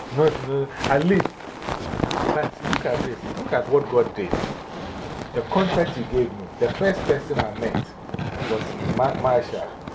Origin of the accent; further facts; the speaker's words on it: Ghana; moved away; because I came from Ghana. Like, by the time I came here, I was only in this country. Like, I had just come from Ghana.